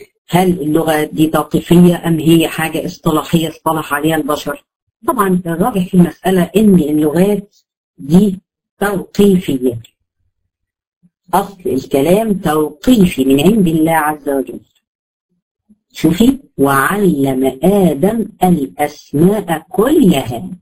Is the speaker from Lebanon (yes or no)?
no; Egypt; وهكذا هنا برضو احنا عندنا في مصر بقت خليط